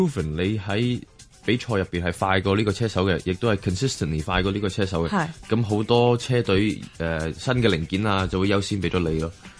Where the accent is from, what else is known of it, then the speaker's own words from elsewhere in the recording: Hong Kong; also born or lived in Canada; 我加拿大出生噶啦，咁97年就翻咗嚟香港，咁爹哋妈咪不嬲都系香港。我以前就同auntie uncle 住嘅嗰边，跟住就搬咗翻嚟啦。由细到大都系国际学校培养